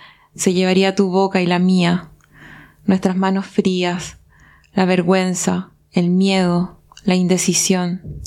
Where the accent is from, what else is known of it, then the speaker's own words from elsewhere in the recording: Paillaco, Los Ríos, Chile; soy de Chile, para la gente que nos va a estar escuchando. Y soy del sur de Chile, de un pueblo que se llama Paillaco, que está cerca de Valdivia.